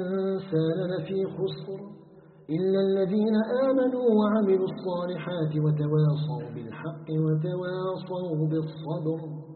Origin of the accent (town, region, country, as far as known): Algeria